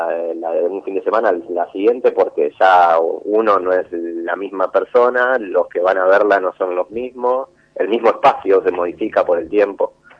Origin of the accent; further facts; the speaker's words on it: Villa Carlos Paz, Córdoba, Argentina; yo soy de Córdoba, de Carlos Paz, a mis 18 años